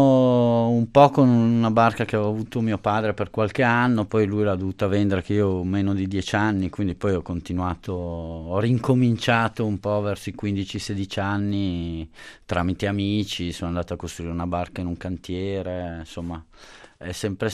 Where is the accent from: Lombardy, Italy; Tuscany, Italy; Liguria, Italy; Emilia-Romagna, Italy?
Lombardy, Italy; Milan; born there; io sono nato a Milano, ho una famiglia normalissima di Milano